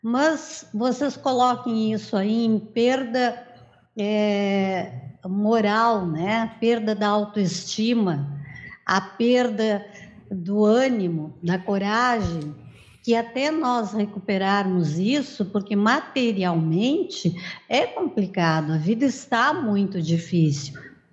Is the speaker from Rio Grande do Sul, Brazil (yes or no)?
yes; Rio Grande do Sul, Brazil; Eu sou gaúcha do litoral aqui.